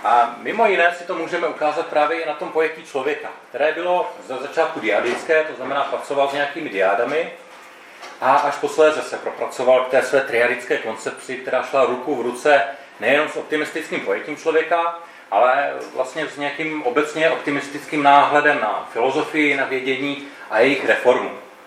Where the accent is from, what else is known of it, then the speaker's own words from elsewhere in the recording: Ostrava, Moravian-Silesian Region, Czechia; platí, že jsem z Ostravy, to je pravda